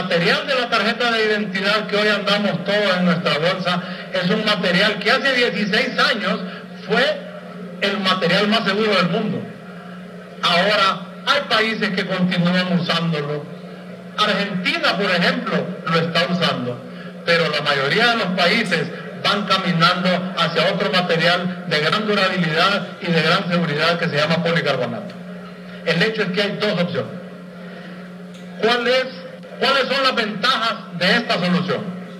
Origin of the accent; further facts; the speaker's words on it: Honduras; y da pena como hondureño, desde el año 89 en el mapa de América solo dos países no tienen estadísticas vitales